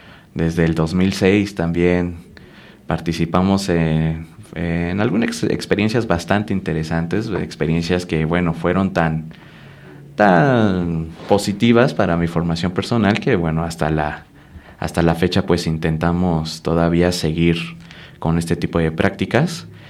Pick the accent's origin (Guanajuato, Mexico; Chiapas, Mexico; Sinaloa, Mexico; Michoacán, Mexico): Chiapas, Mexico; Yo soy originario de Chiapas y también allá pues estuve completamente inmerso, ¿no?